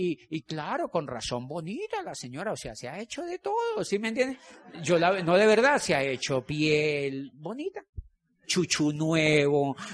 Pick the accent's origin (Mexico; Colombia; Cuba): Colombia; Yo le dije, yo soy de Colombia.